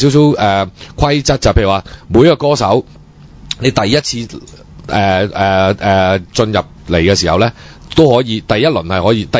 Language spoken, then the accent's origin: Cantonese; Hong Kong; 但係呢就呢、這个唔知係咪做俾我哋香港人睇啦都